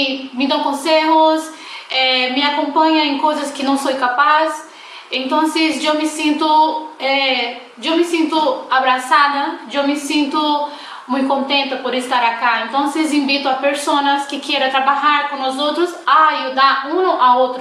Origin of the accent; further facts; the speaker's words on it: Brazil; soy brasileña.